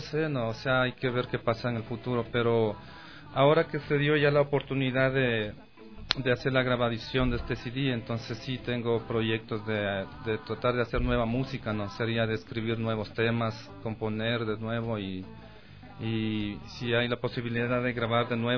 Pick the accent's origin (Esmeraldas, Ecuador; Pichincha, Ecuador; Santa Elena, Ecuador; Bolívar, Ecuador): Pichincha, Ecuador; de donde yo nací y viví. Después está aquí el escudo del Ecuador, que representa el país que somos nosotros, ¿no?